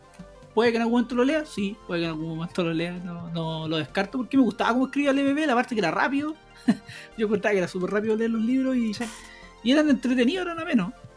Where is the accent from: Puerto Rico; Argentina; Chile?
Chile; nosotros que somos chilenos la conocemos